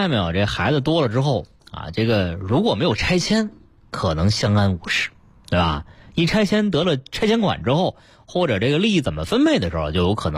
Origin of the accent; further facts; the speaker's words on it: Beijing, China; 说我是标准的老北京啊，小的时候十一就是看灯